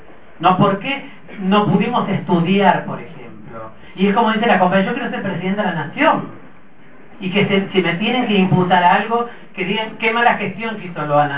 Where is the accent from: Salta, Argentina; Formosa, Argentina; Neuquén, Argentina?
Salta, Argentina; Soy salteña, si la empanada no tiene papa, para mí no es empanada.